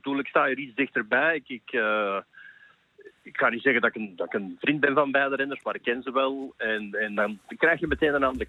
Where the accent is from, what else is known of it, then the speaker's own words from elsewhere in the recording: Belgium; misschien ga ik dat als Belg ook wel anders bekijken dan de Nederlanders.